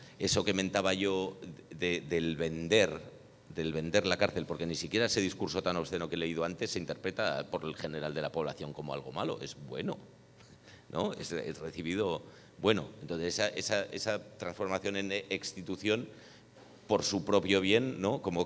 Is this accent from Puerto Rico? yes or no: no; Catalonia, Spain; Voy a empezar diciendo que soy catalán